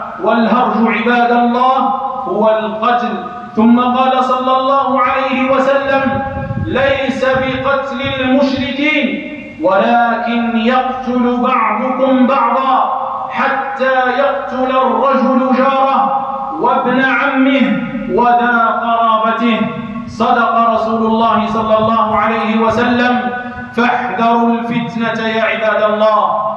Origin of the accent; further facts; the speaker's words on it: Algeria; تستغل أوضاع بلادنا الجزائر